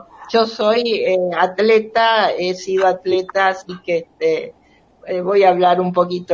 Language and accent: Spanish; Rosario, Santa Fe, Argentina; Yo soy de Rosario